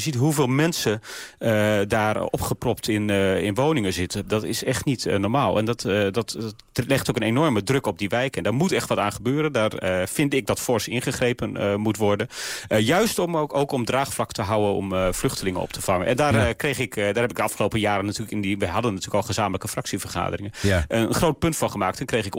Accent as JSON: {"language": "Dutch", "region": "Groningen", "country": "Netherlands", "said": "nou ik kom zelf uit Groningen zoals u weet"}